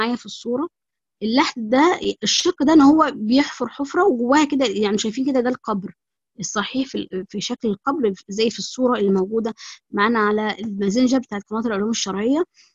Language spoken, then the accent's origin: Arabic; Egypt; يعني الطريقتين دول مش هما الطرق اللي احنا مثلا في مصر، يعني بما ان انا مصرية